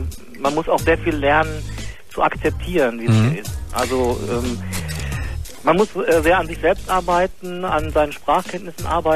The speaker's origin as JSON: {"language": "German", "country": "Germany", "lives_now": "Tokyo, Japan", "said": "ich bin Deutscher und Sozialwissenschaftler und Forscher. Bin jetzt seit 10 Monaten hier an der Uni."}